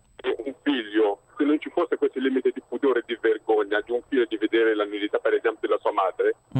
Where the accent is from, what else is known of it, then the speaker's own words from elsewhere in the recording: Republic of the Congo; Italian is a second language; Vengo dal Congo, Congo francese.